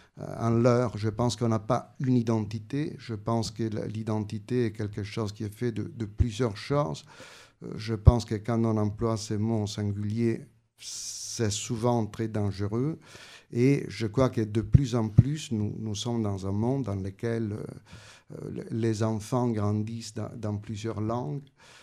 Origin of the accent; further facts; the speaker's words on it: Italy; first language Italian; French is a second language; j'ai une relation très forte avec l'italien, ça a été ma langue maternelle, mais il y avait aussi le romain et le sicilien, donc j'ai tout petit fait l'expérience de différents registres de langues.